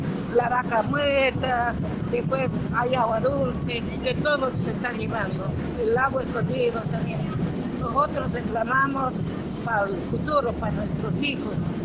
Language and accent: Spanish; Altiplano, Bolivia; now in Argentina; Yo vivo acá en la Argentina desde la dictadura. Yo soy joya de Bolivia, del altiplano